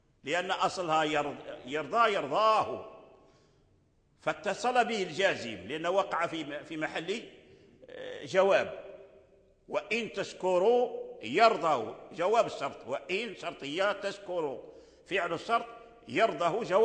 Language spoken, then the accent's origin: Arabic; Morocco; الذي عليه العمل المقدم في الأداء عندنا في المغرب هو الصلة